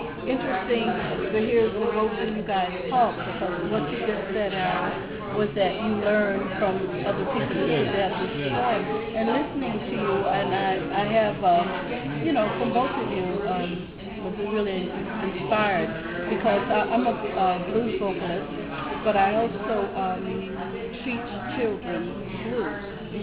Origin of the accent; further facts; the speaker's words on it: the South, United States; because I'm like from the South, the old school.